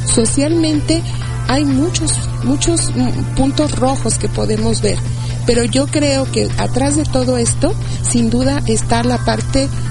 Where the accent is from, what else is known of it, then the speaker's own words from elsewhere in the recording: Mexico; todo lo que no somos nosotros y que sí somos los mexicanos como país, como nación